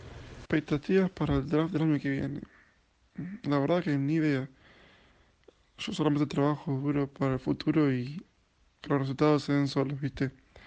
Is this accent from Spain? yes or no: no; La Plata, Buenos Aires Province, Argentina; born there; tengo 22 años, nací en La Plata, Argentina.